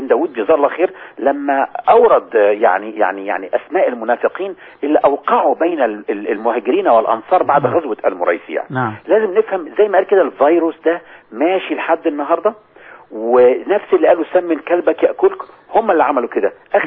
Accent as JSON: {"language": "Arabic", "country": "Egypt", "said": "فلما الفرقة الانشاد الديني علمت ان انا مصري"}